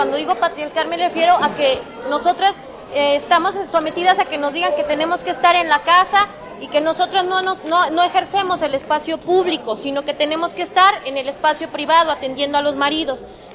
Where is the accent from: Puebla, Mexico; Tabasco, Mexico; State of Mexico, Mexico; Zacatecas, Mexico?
Zacatecas, Mexico; vengo de Zacatecas.